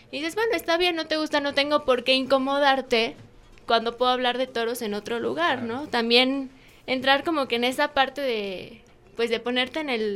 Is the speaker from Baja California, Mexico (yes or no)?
no; Huamantla, Tlaxcala, Mexico; pero pues somos los mismos de Huamantla los que dejamos que haya esos cambios